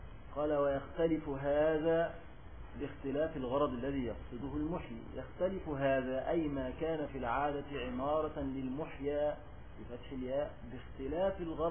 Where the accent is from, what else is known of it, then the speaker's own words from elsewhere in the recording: Egypt; وعندنا في مصر الآن يعملون هذه القدور ويسمونها البران